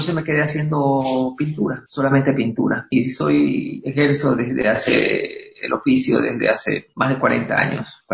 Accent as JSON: {"language": "Spanish", "town": "Guayaquil", "region": "Guayas", "country": "Ecuador", "said": "yo soy de Guayaquil, soy descendiente de guayaquileños y no puedo vivir en otro lado"}